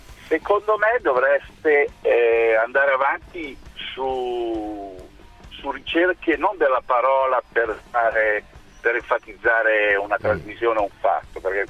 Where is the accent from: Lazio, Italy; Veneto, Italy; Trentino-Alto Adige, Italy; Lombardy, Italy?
Lombardy, Italy; Milan; Io sono di Milano, vado a San Siro